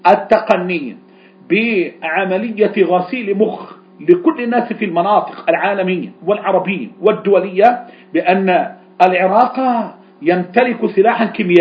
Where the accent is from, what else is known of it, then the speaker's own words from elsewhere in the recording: Egypt; عندنا في مصر